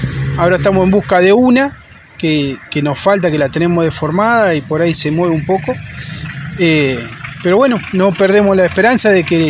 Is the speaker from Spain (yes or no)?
no; Argentina; Yo soy argentino, Virginia, mi esposa, es uruguaya.